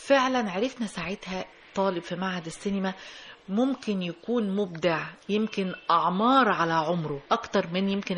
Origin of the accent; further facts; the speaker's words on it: Egypt; كان نفسي ده يكون موجود ما عندنا في مصر